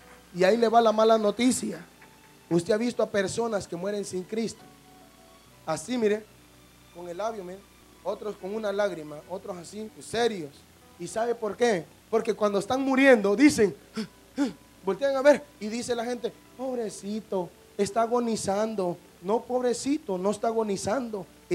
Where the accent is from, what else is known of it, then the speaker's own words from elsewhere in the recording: San Pedro Sula, Cortés, Honduras; Yo soy de San Pedro Sula, Honduras, Centroamérica, 18 calle, barrio Cabañas, 16 y 17 avenida, casa 1620.